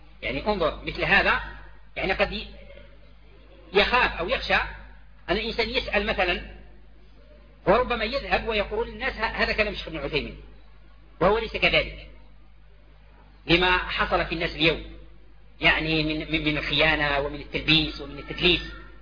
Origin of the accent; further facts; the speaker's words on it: Algeria; ونحن دعاة من الجزائر